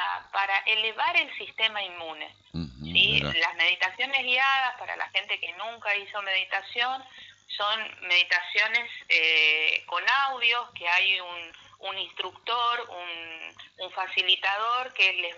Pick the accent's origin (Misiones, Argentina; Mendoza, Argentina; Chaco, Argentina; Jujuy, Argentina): Chaco, Argentina; Resistencia; now in Buenos Aires, Argentina; Yo soy de Resistencia Chaco, vivo hace más de 20 años en Buenos Aires